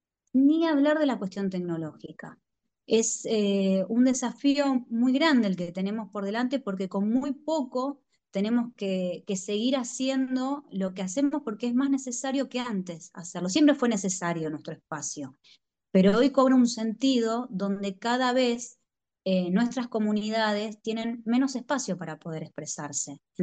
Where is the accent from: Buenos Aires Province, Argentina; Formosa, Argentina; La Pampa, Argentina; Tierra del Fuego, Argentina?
Buenos Aires Province, Argentina; los que somos bonaerenses